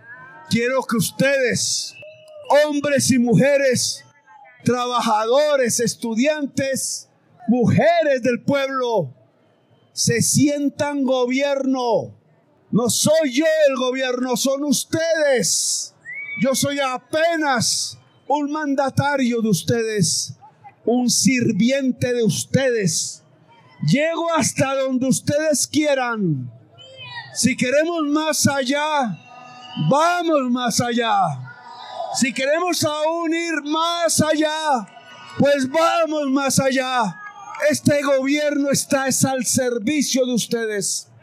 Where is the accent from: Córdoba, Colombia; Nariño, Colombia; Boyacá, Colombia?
Córdoba, Colombia; Invítenme a bailar porros en las veredas de mi pueblo campesino de Córdoba.